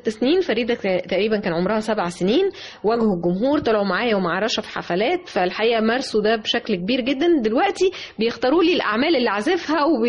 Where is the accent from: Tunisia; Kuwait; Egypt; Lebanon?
Egypt; أن أنا امرأة مصرية أعتز بمصريتي دائما وأبدا